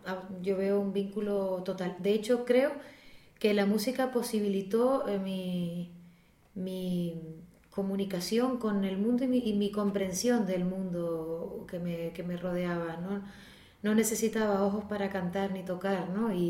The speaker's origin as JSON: {"language": "Spanish", "town": "Icod de los Vinos", "region": "Canary Islands", "country": "Spain", "tie": "born or raised there", "said": "Yo empecé las clases de música con una profesora particular en ICOD, de las pocas que se atrevió, o creo que la única en aquel momento que se atrevió en mi pueblo"}